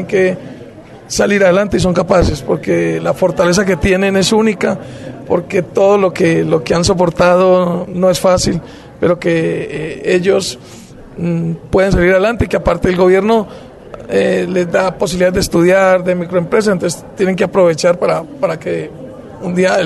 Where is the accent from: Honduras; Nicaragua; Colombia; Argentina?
Colombia; somos todos los colombianos los que tenemos que hacer la paz.